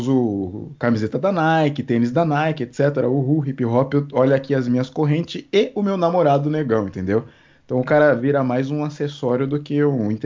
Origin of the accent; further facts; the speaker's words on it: Carapicuíba, São Paulo, Brazil; Mal imagina ela que eu sou de Carapicuíba.